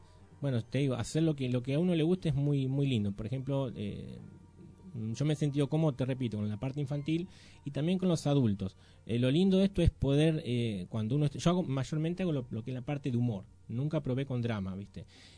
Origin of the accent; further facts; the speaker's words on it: Chivilcoy, Buenos Aires Province, Argentina; Yo soy de Chivilcoy, uh-huh. Un pueblo que está a 130 kilómetros de acá.